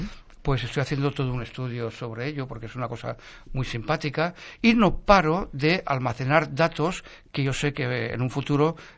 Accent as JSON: {"language": "Spanish", "town": "Valencia", "region": "Valencian Community", "country": "Spain", "tie": "born there", "said": "la historia del barrio Carmen, que es la historia donde el del barrio donde yo nací."}